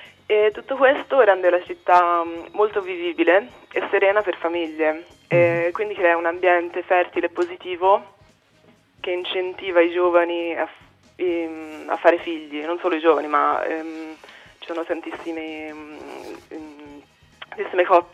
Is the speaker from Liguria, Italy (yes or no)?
no; Florence, Tuscany, Italy; now in Berlin, Germany; sono mezza svizzera, mezza americana, ma sono cresciuta a Firenze per via del lavoro dei miei.